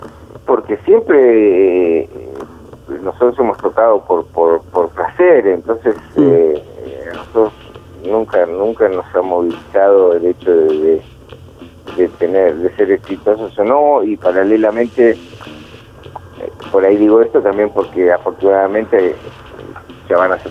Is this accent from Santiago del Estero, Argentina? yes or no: no; La Plata, Buenos Aires Province, Argentina; nosotros somos platenses, para nosotros es algo especial, de hecho yo ahora estoy en Villa Elisa, que siempre mantenemos algún lugar acá cerca de La Plata donde pasamos los fines de semana